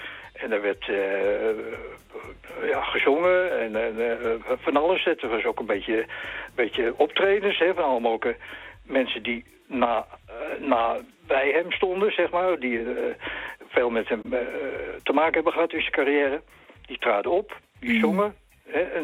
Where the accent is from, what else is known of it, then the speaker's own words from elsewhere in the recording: Amsterdam, North Holland, Netherlands; Ja, kijk, ik ben Amsterdammer, geboren Amsterdammer.